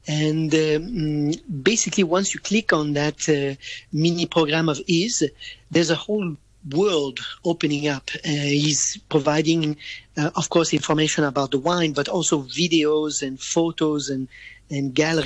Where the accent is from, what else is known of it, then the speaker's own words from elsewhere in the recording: Hong Kong; I'm from Hong Kong.